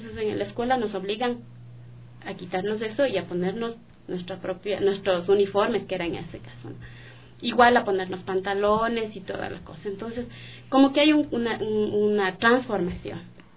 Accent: Cotocollao, Pichincha, Ecuador; nosotros somos originarios de Cotocollao.

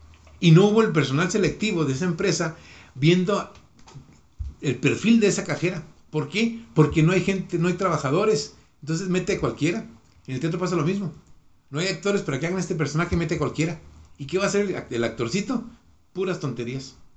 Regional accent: Mexico; Y como mexicanos tenemos esa estigma.

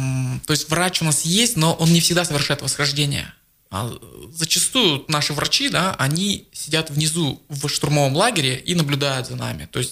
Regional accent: Abakan, Khakassia, Russia; И вот я сам родом из Абакана.

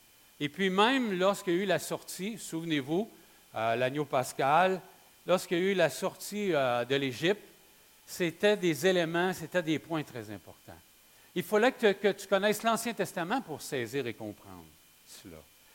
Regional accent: Quebec, Canada; pour nous, en tant que Québécois, ça n'a pas de sens nécessairement

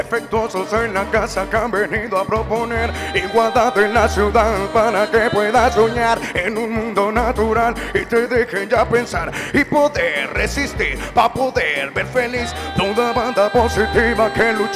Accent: Mexico City, Mexico; Nosotros venimos del norte de la Ciudad de México

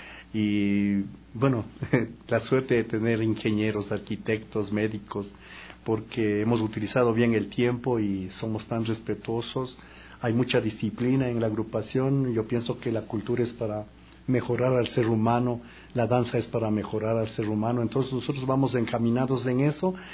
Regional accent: Cotopaxi, Ecuador; Lo más importante también haber salido a la Tacunga, yo soy de Cotopaxi

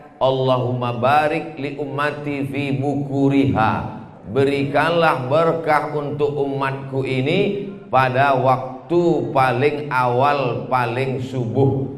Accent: Pekanbaru, Riau, Indonesia; now in Makassar, Indonesia; Di Pekanbaru, Riau, kampung saya, azannya 10 menit lagi baru sholat subuh. Kita di Makassar sudah selesai sholat subuh

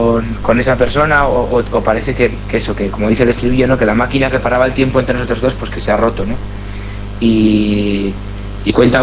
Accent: Navarre, Spain; yo pues me crié en Navarra, entonces no nos llegó tanto a los jóvenes de mi época

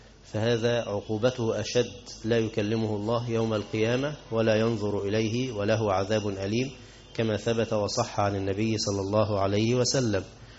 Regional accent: Egypt; أو بسميها بز الرجل عندنا في مصر

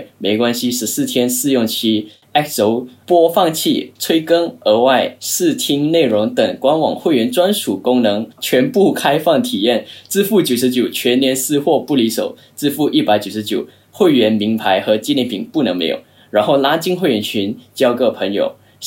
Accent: Kuala Lumpur, Federal Territory of Kuala Lumpur, Malaysia; now in China; 然后我是来自马来西亚吉隆坡，然后来中国已经快6年多一点了。

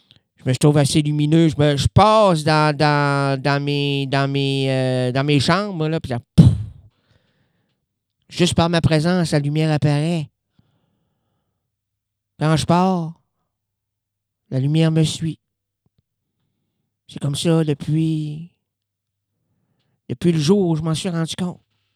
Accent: Quebec City, Quebec, Canada; born there; moi, je suis né à Québec.

